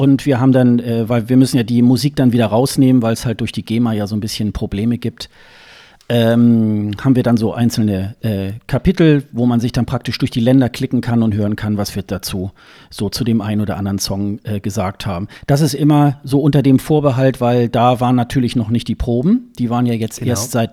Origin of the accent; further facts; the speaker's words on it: Hildesheim, Lower Saxony, Germany; born there; now in Hamburg, Germany; das ist ja meine Geburtsstadt, Hildesheim